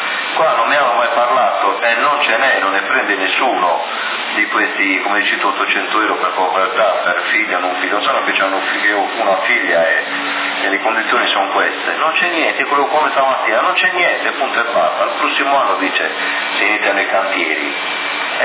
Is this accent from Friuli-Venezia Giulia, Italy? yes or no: no; Ossi, Sardinia, Italy; perché io sono di Ossi, a Sassari dovrei avere la residenza